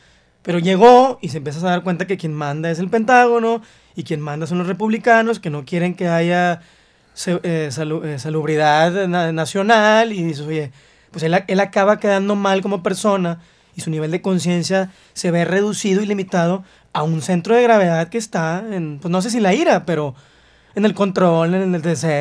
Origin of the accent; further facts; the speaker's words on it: Mexico; estamos juntos porque somos mexicanos, porque si no somos mexicanos, ¿qué somos?